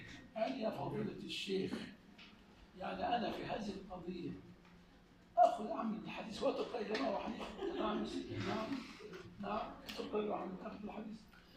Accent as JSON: {"language": "Arabic", "country": "Egypt", "said": "لكن عندنا في مصر لا توجد مشاكل تعصبية في المذهب"}